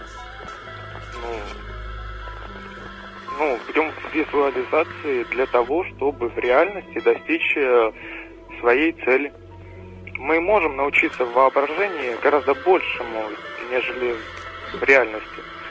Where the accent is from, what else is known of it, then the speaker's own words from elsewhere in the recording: Voronezh, Voronezh Oblast, Russia; А, ну, я из Воронежа.